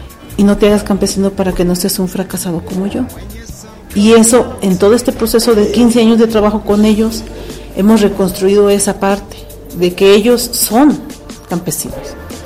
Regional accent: Mexico; nosotros como mexicanos, ¿no? No campesinos, como mexicanos, no valoramos esa parte

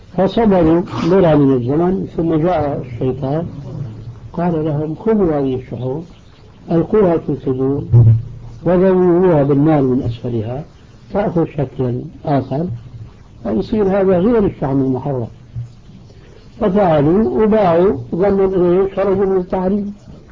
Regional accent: Damascus, Damascus Governorate, Syria; وبعض المشايخ عندنا في دمشق الشام

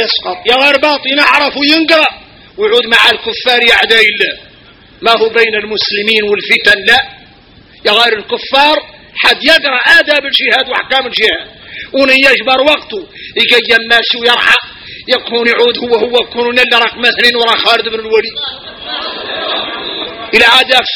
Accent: Mauritania; احنا موريتاني فينا الغرائب والعجائب

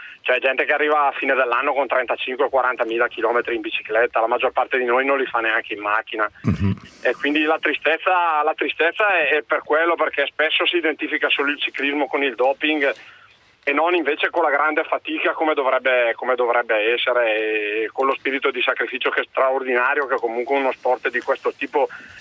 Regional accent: Brescia, Lombardy, Italy; E poi da esulo un momentino da Bresciano, mi dispiace molto per il mio Brescia

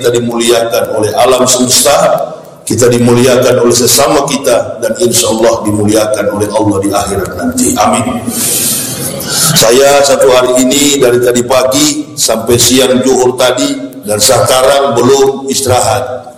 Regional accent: Manado, North Sulawesi, Indonesia; Saya ini orang Manado, lahir dan besar di Manado, sekolah di Manado, Manado asli. Enggak ada campuran. Nenek moyang opa-oma saya asli Manado.

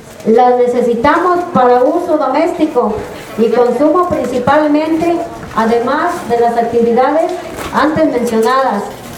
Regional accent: Amatlán de los Reyes, Veracruz, Mexico; Vengo de la comunidad de Ojo de Agua Grande, municipio de Amatlán de Nogales, Veracruz.

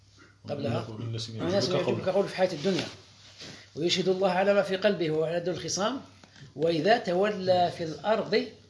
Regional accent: Algeria; هذا المصطلح اليوم في القوانين الوضعية عندنا في الجزائر هنا

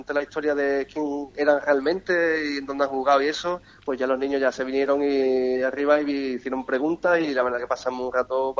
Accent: Cádiz, Andalusia, Spain; Como gaditano y como cadista que soy, aparte de empleado del club, claro.

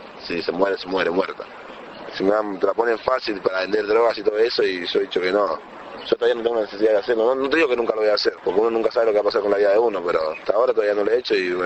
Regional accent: Dominican Republic; now in Argentina; soy dominicano, tengo 22 años. Hace 10 años vivo acá en Argentina y hago rap.

